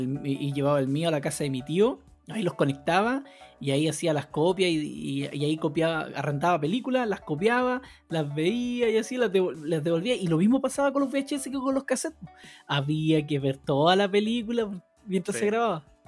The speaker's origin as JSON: {"language": "Spanish", "town": "San Rosendo", "region": "Biobío", "country": "Chile", "said": "yo vengo de San Rosendo a comprar a la ciudad"}